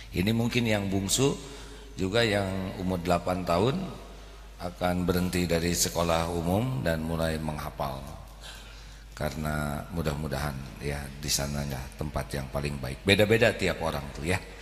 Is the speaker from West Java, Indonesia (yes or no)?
yes; West Java, Indonesia; saya orang Jawa Barat nih.